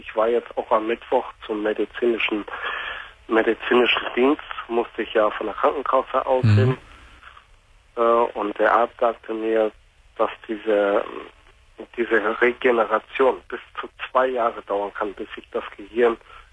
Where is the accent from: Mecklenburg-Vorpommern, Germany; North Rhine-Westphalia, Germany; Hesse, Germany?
North Rhine-Westphalia, Germany; now in Lower Saxony, Germany; Ich komme aus dem Ruhrgebiet gebürtig, aus dem Ruhrgebiet. Und wir wohnen jetzt seit 98 halt auf dem Land in Niedersachsen.